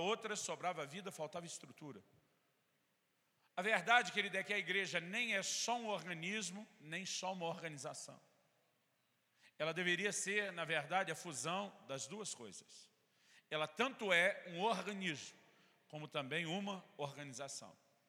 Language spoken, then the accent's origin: Portuguese; São Paulo, Brazil; para nós, no interior de São Paulo, onde me criei, a gente chamava só de um pé de uva. Porque paulista